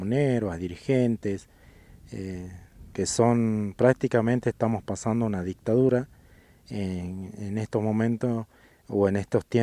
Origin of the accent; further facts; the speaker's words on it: Jujuy, Argentina; nosotros como jujeños o como argentinos veamos, ¿no?, nuestra realidad, lo que estamos pasando acá en Jujuy